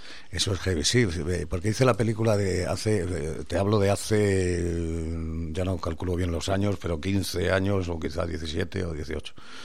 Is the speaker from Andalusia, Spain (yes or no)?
no; Galicia, Spain; Parece que yo soy granaíno, pero no, soy gallego